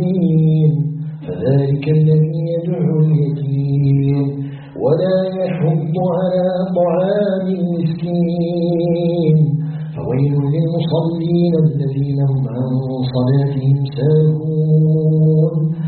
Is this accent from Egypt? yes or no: no; Algeria